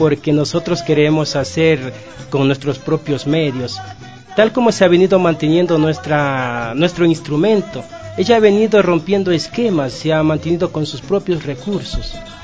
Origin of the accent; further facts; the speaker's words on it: Carpuela, Imbabura, Ecuador; yo soy de Imbabura, Valle del Chota, Carpuela. Ese es mi pueblo.